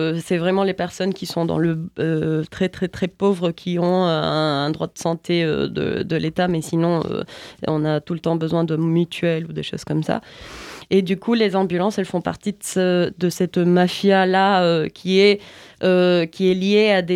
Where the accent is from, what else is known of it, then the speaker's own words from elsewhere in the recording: Cali, Valle del Cauca, Colombia; French is a second language; Je parle seulement de Cali parce que je viens de Cali